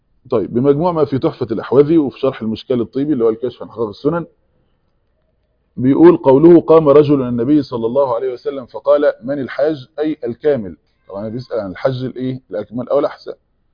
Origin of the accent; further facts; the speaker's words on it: Egypt; عندنا في مصر